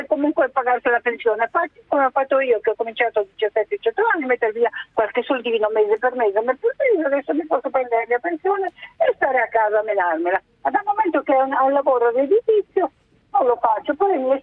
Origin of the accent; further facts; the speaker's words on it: Naples, Campania, Italy; now in Rome, Italy; Napoletana, chiamo da Roma ma sono napoletana.